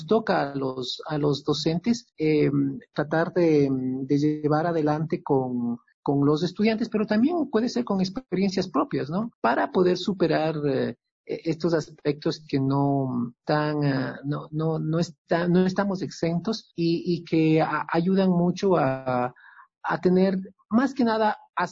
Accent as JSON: {"language": "Spanish", "town": "Quito", "region": "Pichincha", "country": "Ecuador", "also_born_or_lived": "Kassel, Germany", "moved": "as an adult", "said": "Yo pues soy un músico quiteño"}